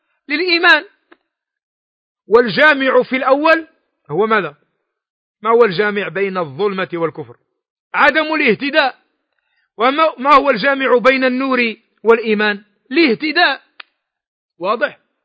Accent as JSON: {"language": "Arabic", "country": "Morocco", "said": "كي يقول العوام عندنا في المغرب"}